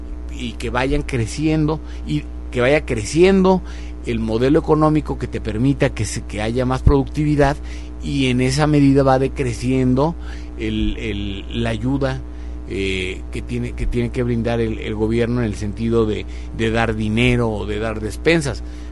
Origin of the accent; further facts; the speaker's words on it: Mexico; somos más los mexicanos que queremos vivir bien, que queremos vivir en paz, que no queremos violencia